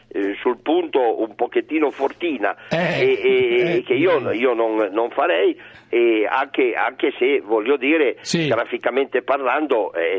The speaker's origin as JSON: {"language": "Italian", "town": "Turin", "region": "Piedmont", "country": "Italy", "said": "io sono di Torino"}